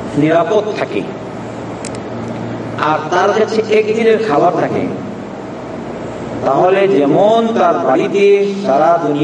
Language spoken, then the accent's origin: Bangla; Bangladesh; বাংলাদেশি আমরা বাংলাদেশ মানুষ ভয় করে বাংলাদেশ যাবো নামবো